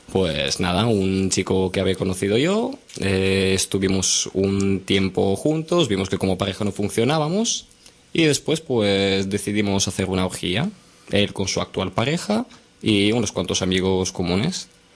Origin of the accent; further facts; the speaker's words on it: Bulgaria; also born or lived in Valencia; now in Barcelona, Spain; Sí, vengo de otro país, vengo de Bulgaria, pero bueno, actualmente desde hace unos 5 años estoy aquí en Barcelona.